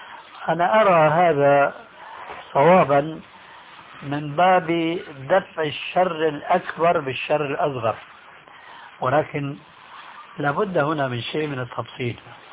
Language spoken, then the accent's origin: Arabic; Syria; وكما يقولون عندنا في سوريا